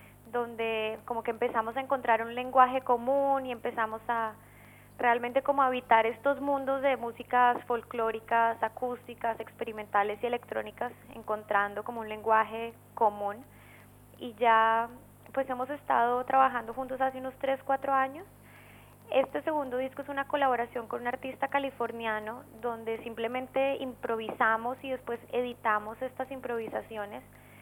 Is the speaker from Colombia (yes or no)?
yes; Bogotá, Colombia; Yo soy de Bogotá.